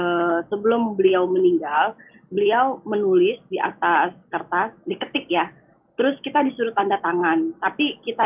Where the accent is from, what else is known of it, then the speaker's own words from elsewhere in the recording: West Sumatra, Indonesia; kami ini orang Minang